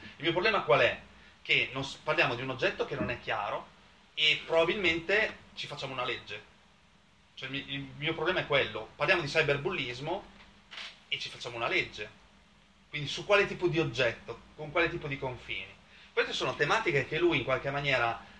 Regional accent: Bologna, Emilia-Romagna, Italy; come dico da bolognese

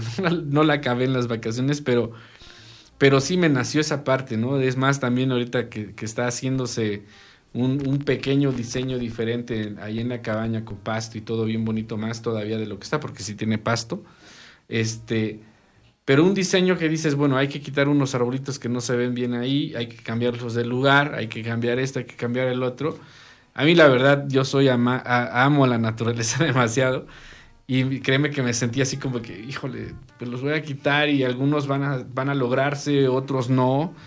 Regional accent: Tepoztlán, Morelos, Mexico; ahí en mi pueblo, en Tepoztlán, Morelos, es mucho misticismo.

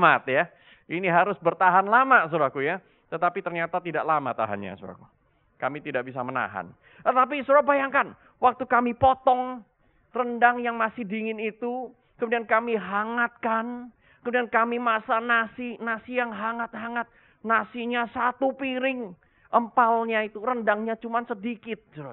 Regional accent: Indonesia; untuk waktu yang cukup lama, 3 tahun lamanya, saya itu tidak pulang-pulang ke Indonesia.

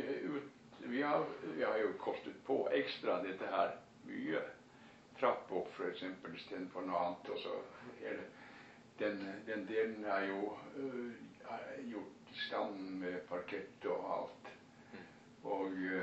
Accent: Hasseløya, Nordland, Norway; born there; Det er en sånn øy som Hasseløya, som jeg er født på i Vesterålen.

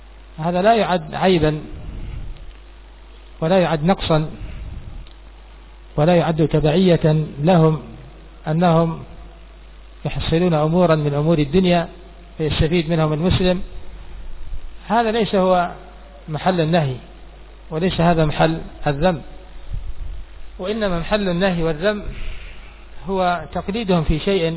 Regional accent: Yemen; عندنا في اليمن

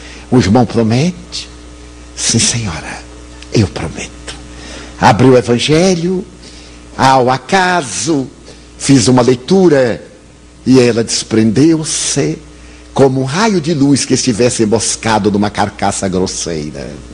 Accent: Bahia, Brazil; Como eu sou baiano, eu devo ter aqui uma boa percentagem, porque eu sou é pálido, não é branco. Eu sou pálido.

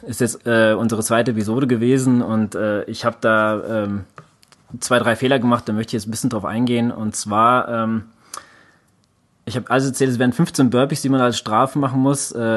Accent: Central Germany, Germany; wir kommen jetzt aus Mitte Deutschland

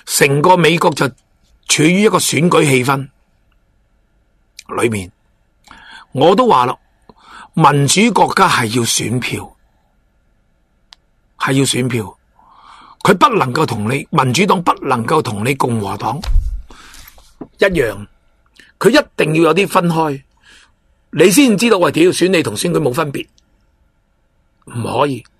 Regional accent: Hong Kong; 咁我哋香港人最叻㗎啦，买两边。

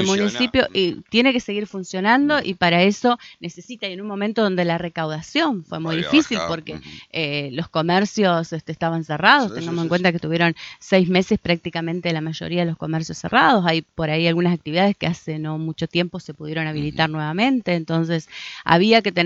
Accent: Argentina; la verdad que no nos ayuda como argentinos y como argentinas

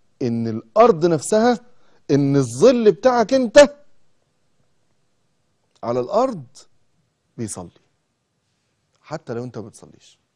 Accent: Egypt; مواصلة صغيرة عندنا في مصر اسمها توك توك

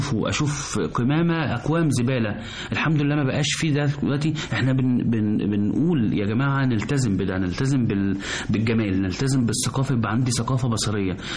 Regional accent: Egypt; بجد الناس احنا كمصريين عندنا الاستقبال وحفاوة الاستقبال جميلة جدا

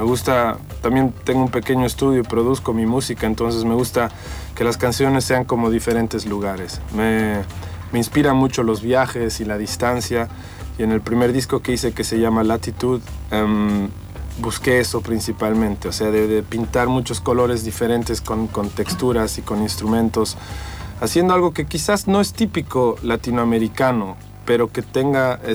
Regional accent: Bolivia; moved away as an adult; also born or lived in Germany; Yo nací y crecí en Bolivia. Soy una mezcla de muchas nacionalidades. Tengo una madre chilena, mi padre es de Bolivia. Y yo salí a estudiar a Alemania después de terminar el colegio.

